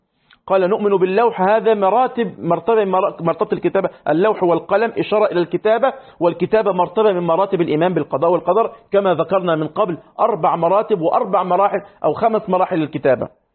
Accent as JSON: {"language": "Arabic", "country": "Egypt", "said": "وحصل عندنا في مصر"}